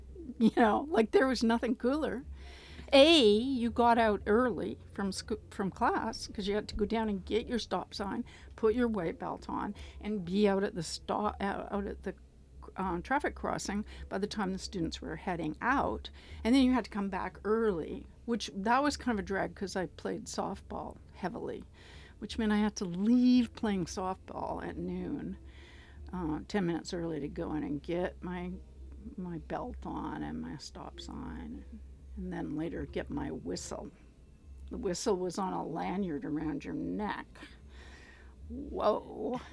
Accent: Calgary, Alberta, Canada; I grew up in Calgary, Alberta.

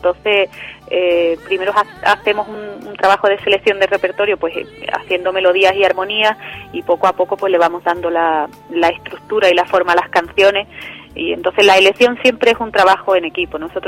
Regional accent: Málaga, Andalusia, Spain; Mi tierra.

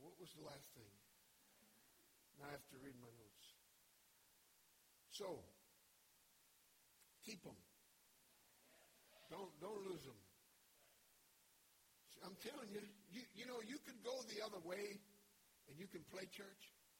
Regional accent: Denver, Colorado, United States; I'm from Denver, you know.

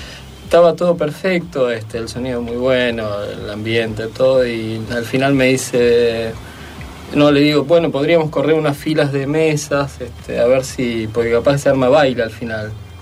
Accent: Argentina; moved away as an adult; now in Norway; yo me mudé en el 2003 para allá. Yo soy argentino, argentinísimo. Me mudé en el 2003

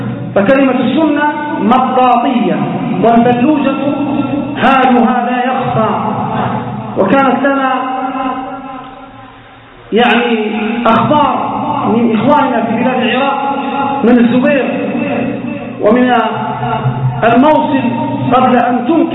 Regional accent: Libya; لجماعة الإسلامية المقاتلة عندنا في ليبيا

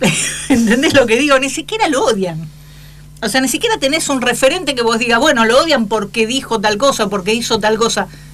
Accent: Buenos Aires, Argentina; yo soy porteña

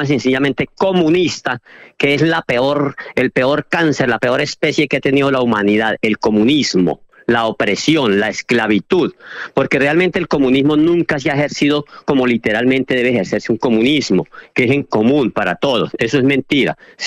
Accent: Colombia; moved away as an adult; now in Spain; hasta hace 25 años que me vine para España, que ya tengo 60, llevo 25 acá, tenía 31 cuando me vine de Colombia

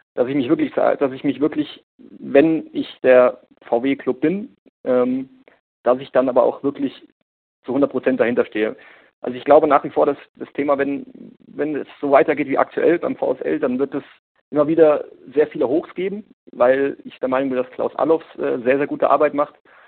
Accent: Hesse, Germany; born there; now in Munich, Germany; Ich bin gebürtig aus Hessen

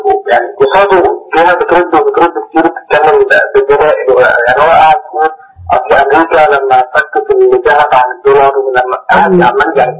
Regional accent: Mansoura, Dakahlia, Egypt; من المنصورة

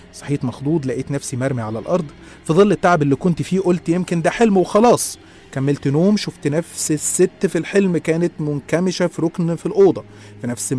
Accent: Qena Governorate, Egypt; إحنا أصلا من الصعيد من محافظة قنا

